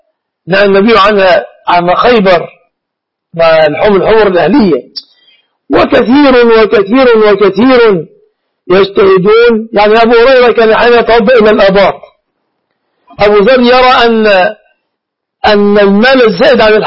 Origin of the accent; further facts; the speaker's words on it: Egypt; عندنا في مصر